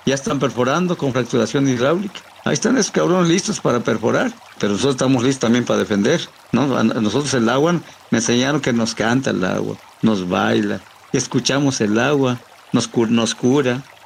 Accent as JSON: {"language": "Spanish", "town": "Olintla", "region": "Puebla", "country": "Mexico", "tie": "born or raised there", "said": "soy del municipio de Olintla"}